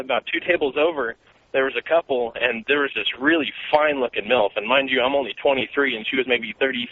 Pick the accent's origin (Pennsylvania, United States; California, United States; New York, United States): California, United States; San Diego; now in Hemet, United States; I was in this eatery down in San Diego, my hometown. I'm up here in Hemet now, which really sucks, but that's all right.